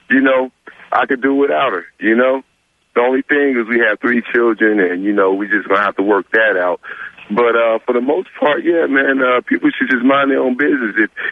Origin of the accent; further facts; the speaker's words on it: East Coast, United States; I'm 27, man. I'm from the East Coast. I just came over here to work and stuff, man.